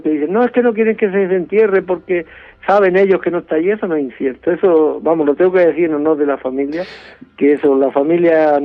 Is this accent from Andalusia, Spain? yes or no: yes; Sierra de Yeguas, Andalusia, Spain; No, yo soy malagueño, soy natural de Sierra Yegua.